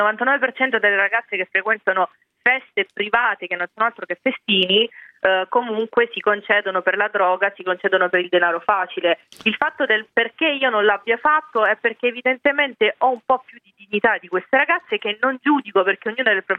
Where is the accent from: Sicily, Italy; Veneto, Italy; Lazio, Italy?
Sicily, Italy; perché io sono siciliana